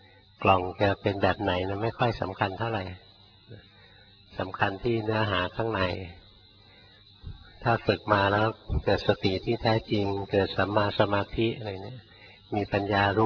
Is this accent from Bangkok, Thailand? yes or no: yes; Bangkok, Thailand; เราคนกรุงเทพเกิดกรุงเทพ